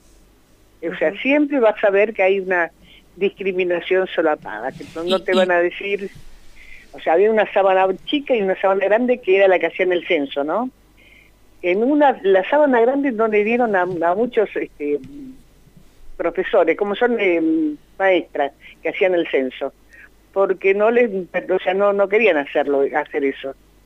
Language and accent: Spanish; Argentina; born there; Yo nací en la Argentina, soy quinta generación de negros esclavos acá